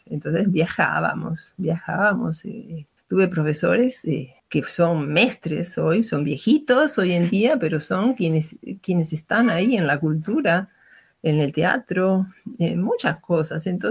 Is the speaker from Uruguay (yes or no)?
yes; Uruguay; born there; also born or lived in São Paulo; nací en Uruguay, como dijeron, pero viví 32 años en San Pablo. Y por casualidad, ahora estoy otra vez en Uruguay, no por casualidad, por la pandemia. Vine a visitar a mis padres y la pandemia me agarró, no me dejó volver.